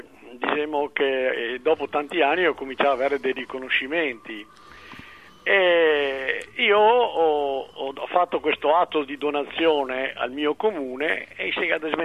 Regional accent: Veneto, Italy; e mi sono Veneto, scrivo in Veneto

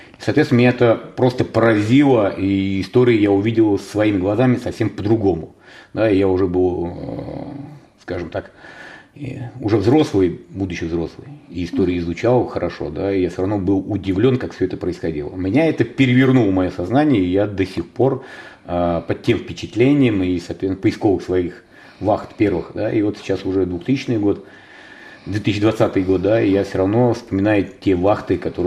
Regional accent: Ivanovo, Ivanovo Oblast, Russia; я из Иваново поступил в Санкт-Петербург, тогда еще Ленинград, военное училище, и уже взрослый, 21 год после института

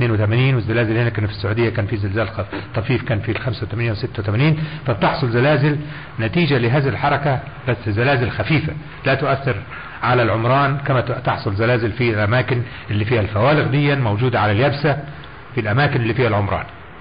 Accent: Egypt; مش زي عندنا، مش عندنا في مصر

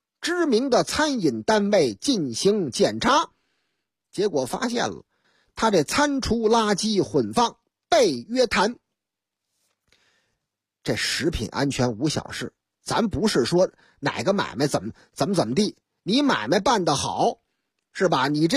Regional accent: Beijing, China; 说您哪人啊？我是北京的。

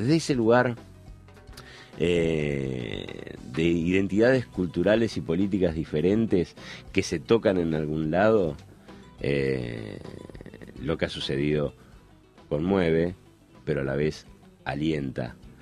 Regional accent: Uruguay; now in Argentina; como latinoamericano, como uruguayo, que vive en la Argentina desde hace mucho tiempo

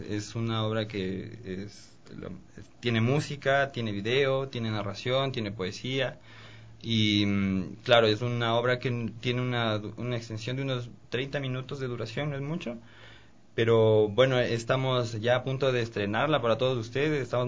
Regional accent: Ecuador; la responsabilidad que tenemos nosotros como ecuatorianos de preservarla.

